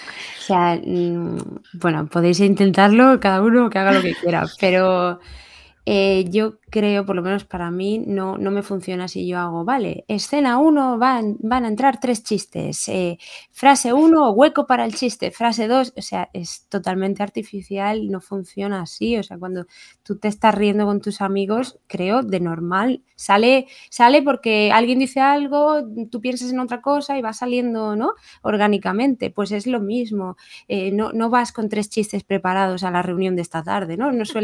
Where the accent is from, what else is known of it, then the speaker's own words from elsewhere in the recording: Region of Murcia, Spain; como soy de Murcia, pues esto me va a la ventaja.